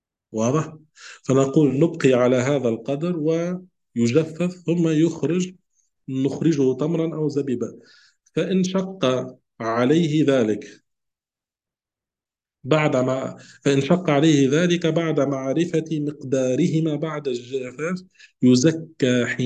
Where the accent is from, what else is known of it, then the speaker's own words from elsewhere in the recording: Tunisia; نحن عندنا في تونس نملح الزيتون